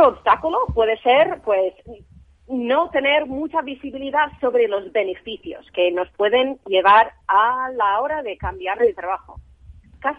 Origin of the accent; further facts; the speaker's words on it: United States; Spanish is a second language; Porque yo, obviamente, soy americana y tenemos otro modelo ahí